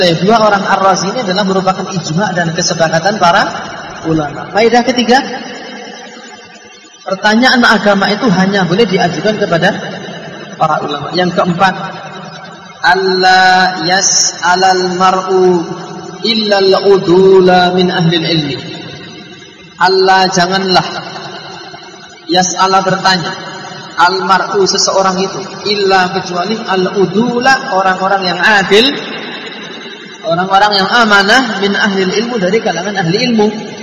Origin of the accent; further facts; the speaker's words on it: Java, Indonesia; Kita tidak gengsi, kita orang Jawa. Kita orang Indonesia, kita tidak gengsi.